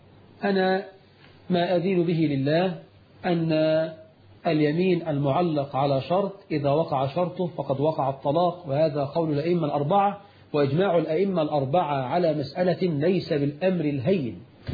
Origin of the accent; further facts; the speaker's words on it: Egypt; رش الميه عندنا في مصر عاده